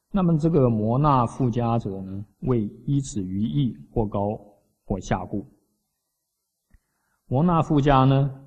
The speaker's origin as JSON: {"language": "Chinese", "country": "China", "said": "我们中国人最喜欢的就怎么样？做事情要怎么样？要圆融"}